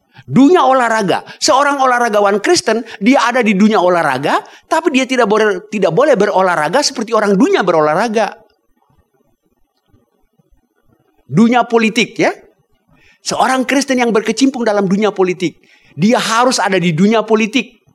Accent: Ambon, Maluku, Indonesia; saya orang Ambon, senangnya lautan.

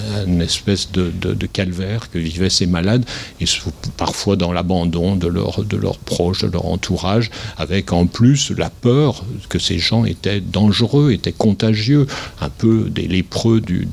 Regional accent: Saint-Étienne, Auvergne-Rhône-Alpes, France; moi je suis né à Saint-Étienne, je suis un Stéphanois qui n'a jamais vraiment quitter son terrain, sinon pour faire un peu de recherche à Paris et à Londres

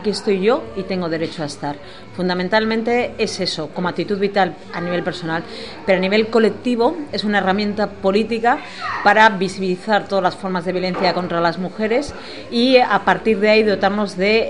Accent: Bilbao, Basque Country, Spain; soy activista feminista, soy de Bilbao

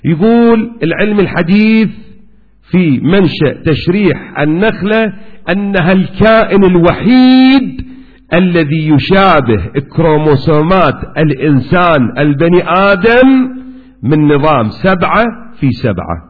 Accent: Kuwait; وإلى الآن أكو عرف موجود عندنا في الكويت

